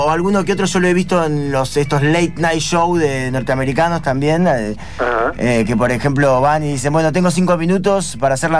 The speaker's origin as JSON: {"language": "Spanish", "town": "Concepción del Uruguay", "region": "Entre Ríos", "country": "Argentina", "said": "Yo soy de Concepción del Uruguay."}